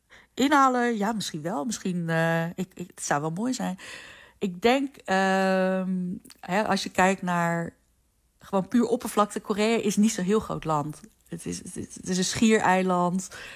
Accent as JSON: {"language": "Dutch", "country": "Netherlands", "tie": "born or raised there", "said": "zijn best wel veel Amerikaanse Koreanen in Amerika, net zoals ik. Ik ben opgegroeid in Nederland."}